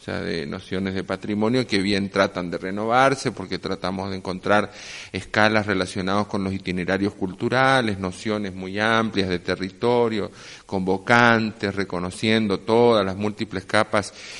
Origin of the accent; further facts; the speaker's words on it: Corrientes, Argentina; vengo de Corrientes, Argentina.